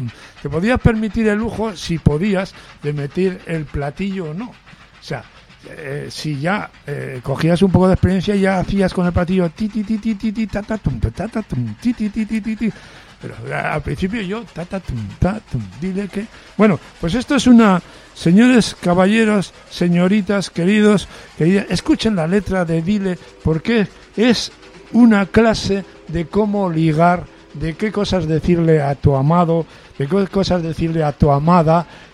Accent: Medina de Pomar, Castile and León, Spain; Los tres sudamericanos pasaron por mi pueblo, Medina de Pomar, Burgos, porque una vez... estábamos todos los chavales por allí en torno al pueblo

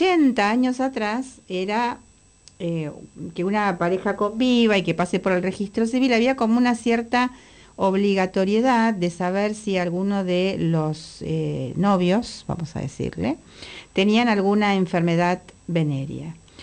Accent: Galicia, Spain; yo digo gallego, pero es con todo cariño por mi tierra, de mi familia.

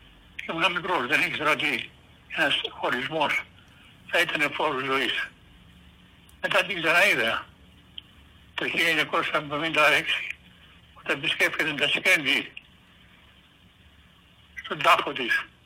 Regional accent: Greece; moved away; πήγαινε στην Ελλάδα τακτικά, στο χωριό μου, δεν είχα άλλο τρόπο.

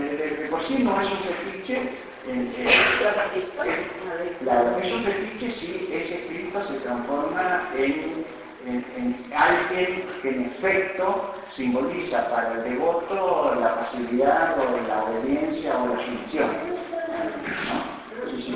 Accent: Argentina; Yo quiero afirmarme como sujeto argentino

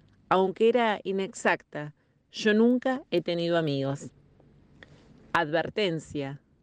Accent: Río Grande, Tierra del Fuego, Argentina; soy de Río Grande, provincia de Tierra del Fuego.

